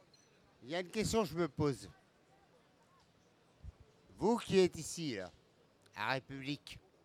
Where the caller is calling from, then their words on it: Laval, Pays de la Loire, France; un Gaulois, la Mayenne, Laval